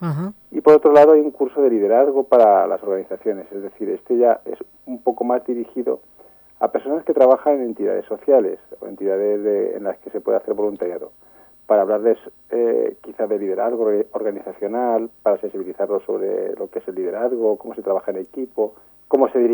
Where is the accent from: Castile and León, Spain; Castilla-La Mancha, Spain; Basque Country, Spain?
Castilla-La Mancha, Spain; Talavera de la Reina; Y siendo como soy de Talavera, era inevitable pues colaborar